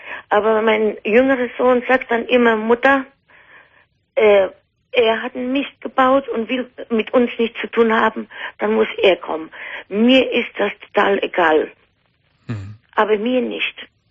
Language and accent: German; Poland; German is a second language; now in Germany; Also ich komme ja aus Polen.